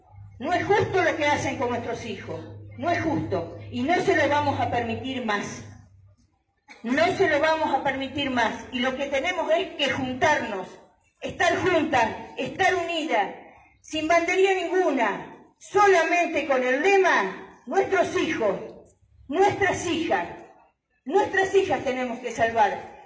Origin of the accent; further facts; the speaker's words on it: Mar del Plata, Buenos Aires Province, Argentina; yo vengo de Mar del Plata, allá hay muchísimos grupos de chicas que se juntan, muchísimos.